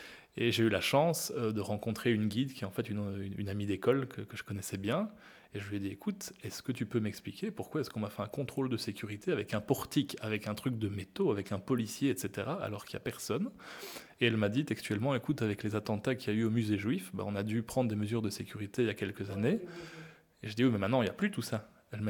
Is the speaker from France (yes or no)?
no; Belgium; la côte flamande, hein, chez nous en Belgique